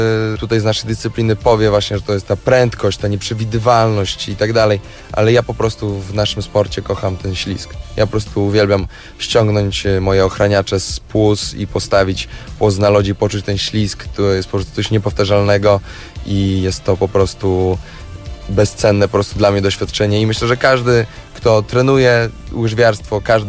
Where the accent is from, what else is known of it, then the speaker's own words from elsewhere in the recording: Białystok, Podlaskie Voivodeship, Poland; Tutaj się wychowałem, tu się urodziłem